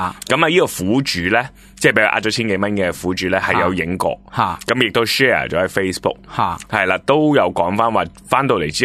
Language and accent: Cantonese; Hong Kong; 作为香港人都应该好似真系要帮下佢咯